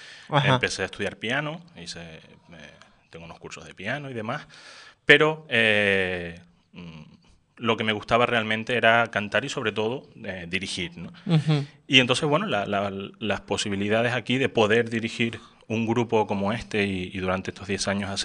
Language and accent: Spanish; Canary Islands, Spain; moved away as an adult; Yo soy de Lanzarote, desde que estando en el instituto allí, yo cantaba en coros allí y demás. Me vine a la universidad